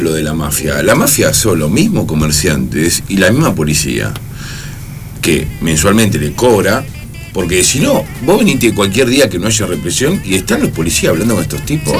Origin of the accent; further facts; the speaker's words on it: Argentina; Dejemos de ser hipócritas como argentinos y digamos las cosas como son, porque si no, este país no se arregla así.